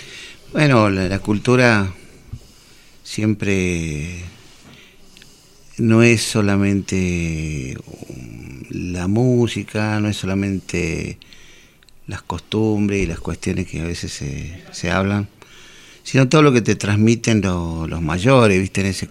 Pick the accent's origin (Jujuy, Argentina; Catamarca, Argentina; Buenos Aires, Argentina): Jujuy, Argentina; yo soy de Jujuy, pero mi familia toda viene de Bolivia y de Perú o alguna parte, que nunca sabré bien todo, pero fueron bajando